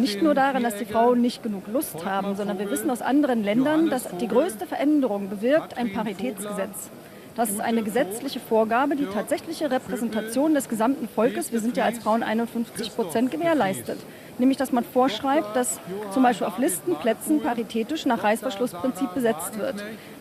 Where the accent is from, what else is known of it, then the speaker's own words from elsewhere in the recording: East Germany, Germany; dass jetzt die Möglichkeit für mich theoretisch besteht als Ossi